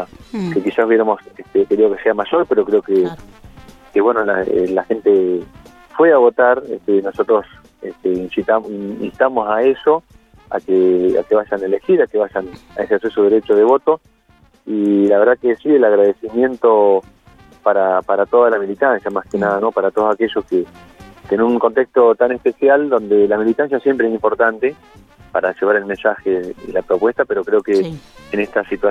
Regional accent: Bernasconi, La Pampa, Argentina; nosotros tuvimos una participación importante en mi pueblo

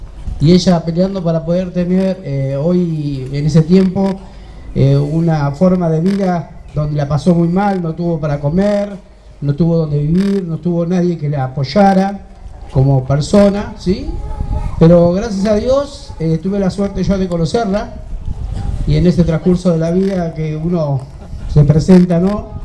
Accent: San Miguel, Buenos Aires Province, Argentina; now in La Plata, Argentina; hace 1 año y medio pude tener mi casa propia, porque yo vengo de la zona de Buenos Aires, San Miguel, y gracias a Dios acá en La Plata pude obtener este privilegio

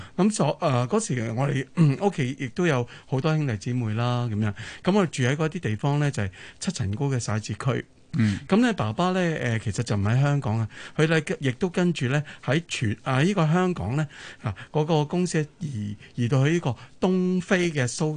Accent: Shanghai, China; now in Hong Kong; 我哋係上海人啦，咁爸爸咧就首先由上海崇明咧嚟去到

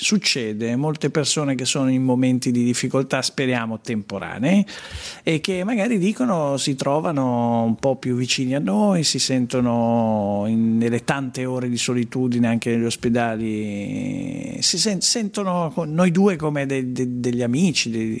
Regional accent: Sesto San Giovanni, Lombardy, Italy; io sono di Sesto San Giovanni, che è l'Alto Milanese.

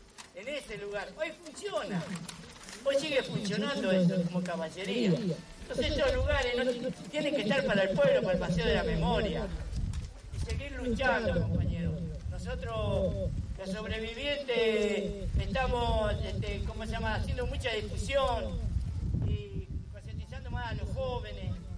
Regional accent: La Plata, Buenos Aires Province, Argentina; Nosotros en La Plata, yo vengo de La Plata, vivo en La Plata.

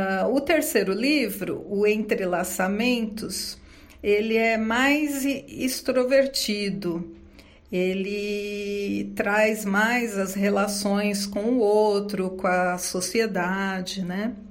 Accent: São Paulo, Brazil; nasci em São Paulo, capital. Sou filha de nordestinos, com muito orgulho. Meus pais eram baianos. Moro na zona leste dessa mega cidade desde que nasci.

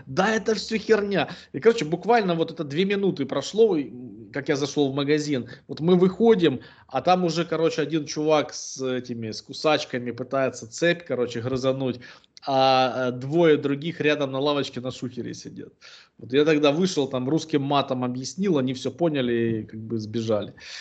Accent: Ukraine; да мне похер, как бы я с Украины.

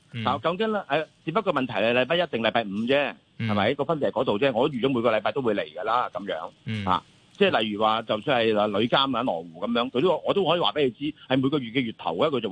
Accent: Hong Kong

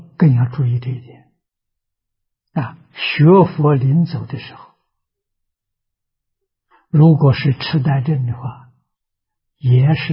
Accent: China; 是讲的人间的富贵啊，我们中国人讲的五福啊

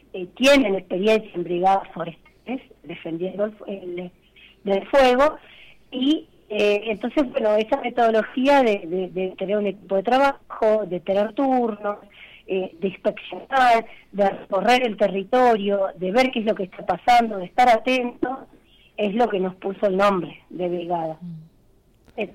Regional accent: Molinari, Córdoba, Argentina; yo soy de Molinari

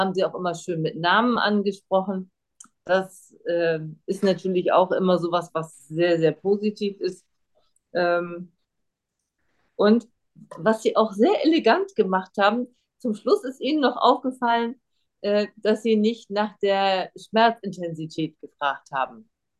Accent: Germany; first language German; wir Deutschen machen das ja auch, wenn wir Deutsch sprechen, ja, obwohl es unsere Muttersprache ist.

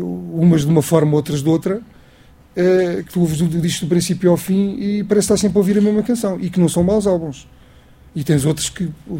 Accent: Monção, Viana do Castelo, Portugal; eu sou um minhoto, o Henrique também é, nós somos dois minhotos na banda. O Henrique é de Viana e eu sou de Monção.

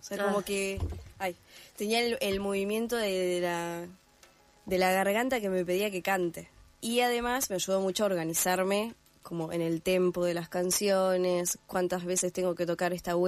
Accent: Gualeguaychú, Entre Ríos, Argentina; yo soy de Entre Ríos, de Gualeguaychú, y no hay profesores de violín acá

